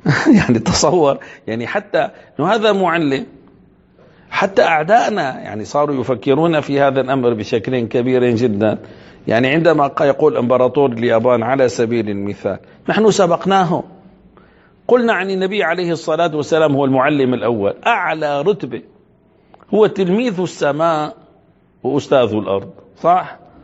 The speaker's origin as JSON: {"language": "Arabic", "town": "Damascus", "region": "Damascus Governorate", "country": "Syria", "said": "من الممكن أن أقول مثلا كان عندنا في دمشق، إن شاء الله هيك ربي بيرجع الأمان"}